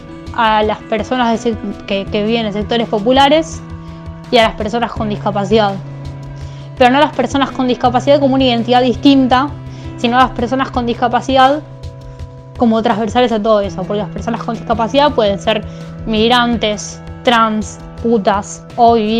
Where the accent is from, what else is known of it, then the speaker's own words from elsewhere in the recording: Moreno, Buenos Aires Province, Argentina; soy del Partido Moreno, conurbano bonaerense, y milito en distintos movimientos de personas con discapacidad